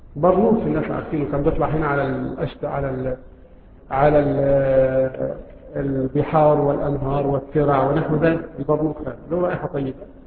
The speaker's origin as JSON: {"language": "Arabic", "country": "Egypt", "said": "له رائحة طيبة مثل رائحة النعناع عندنا في مصر، وهو يشبه الرعراع عندنا في مصر"}